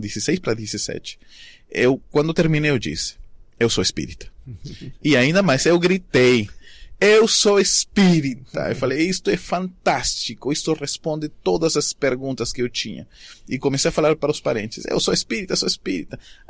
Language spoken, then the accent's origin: Portuguese; Arequipa, Peru; Portuguese is a second language; depois fui para minha cidade natal, Arequipa